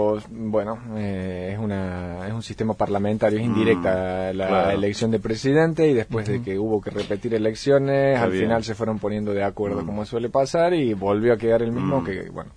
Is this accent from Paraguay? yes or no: no; Córdoba, Argentina; Yo soy de cordobés de toda la vida, de Córdoba capital.